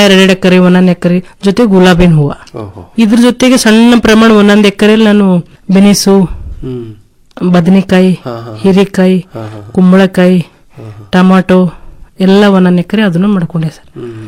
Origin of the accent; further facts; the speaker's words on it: Basavakalyan, Karnataka, India; ನಾನು ಕೃಷಿ ಕುಟುಂಬದಿಂದ ಬಂದವಳು, ನನ್ನ ಬಸವ ಕಲ್ಯಾಣ.